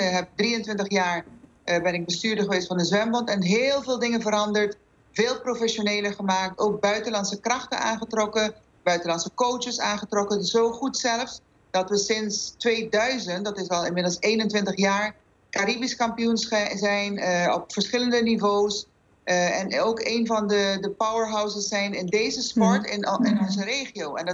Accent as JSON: {"language": "Dutch", "country": "Aruba", "tie": "born or raised there", "lives_now": "Netherlands", "said": "Natuurlijk, ik ben geboren op Aruba, getogen op Aruba."}